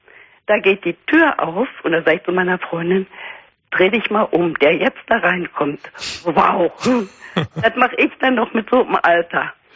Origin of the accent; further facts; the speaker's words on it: Berlin, Germany; Ich komme aus Berlin, ja.